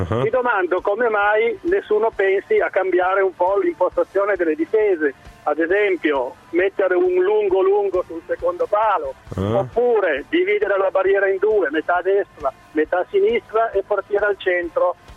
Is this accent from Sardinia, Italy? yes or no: no; Piedmont, Italy; now in Savona, Italy; Perché vivo a Savona da 20 anni, sono piemontese